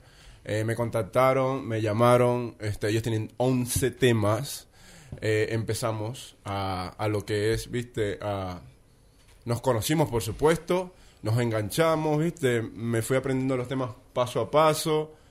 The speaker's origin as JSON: {"language": "Spanish", "country": "Venezuela", "moved": "yes", "lives_now": "Buenos Aires, Argentina", "said": "A raíz, viste, que me fui de Venezuela, Nederheim quedó paralizado"}